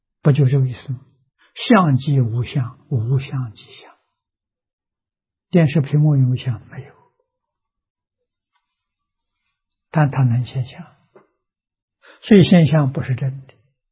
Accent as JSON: {"language": "Chinese", "country": "China", "said": "我们中国人算虚岁啊"}